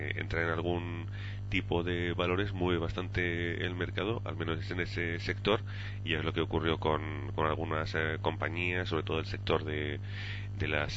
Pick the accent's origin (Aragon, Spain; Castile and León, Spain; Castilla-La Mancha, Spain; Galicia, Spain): Aragon, Spain; Huesca; now in Canary Islands, Spain; Llevo mucho tiempo fuera de Huesca, soy de Huesca, pero bueno, me pilla ya un poco lejos